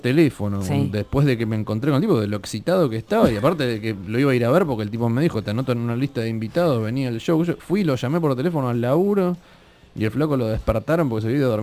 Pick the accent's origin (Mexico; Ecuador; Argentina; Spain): Argentina; Y le dije, mira, yo soy de Argentina.